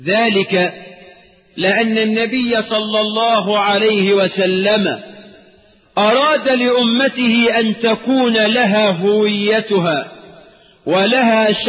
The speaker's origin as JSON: {"language": "Arabic", "country": "Egypt", "said": "يبقى يتتجلى عقيدة الولاء والبراء لنا كمصريين في صوم يوم عاشوراء"}